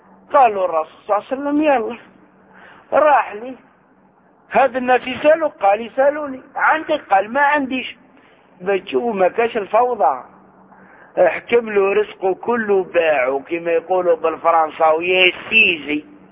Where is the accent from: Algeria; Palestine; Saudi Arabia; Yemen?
Algeria; احنا عندنا في الجزائر وغيرها